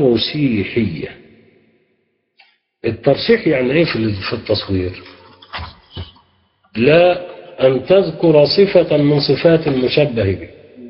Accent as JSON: {"language": "Arabic", "country": "Egypt", "said": "زي ما بنقول عندنا في مصر اتغلبت"}